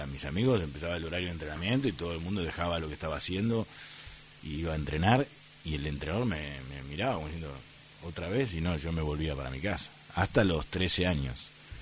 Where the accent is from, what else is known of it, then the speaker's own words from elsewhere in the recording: Bahía Blanca, Buenos Aires Province, Argentina; moved away as an adult; yo nací, pertenezco a una familia de clase media, con dos hermanos, un hermano más grande y una hermana más pequeña, de muy poquita diferencia de edad los tres, de un barrio típico de Bahía, popular, si se quiere, que es Villa Mitre